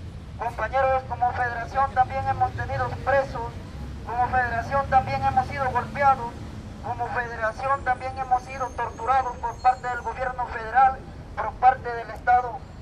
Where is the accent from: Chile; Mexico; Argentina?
Mexico; nuestros recursos que tenemos como mexicanos.